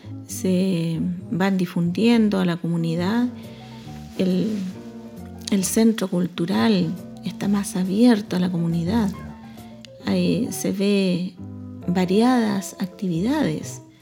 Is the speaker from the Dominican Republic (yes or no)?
no; Angol, Araucanía, Chile; Yo recuerdo cuando era niña, joven, en Angol se escuchaban solamente grupos folclóricos